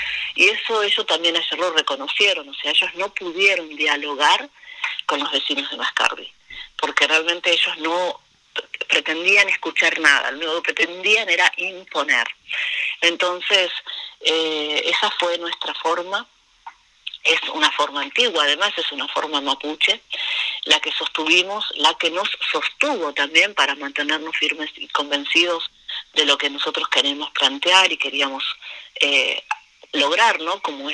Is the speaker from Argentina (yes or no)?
yes; Argentina; los puelches, que somos los mapuches de este lado, lo que se conoce como Argentina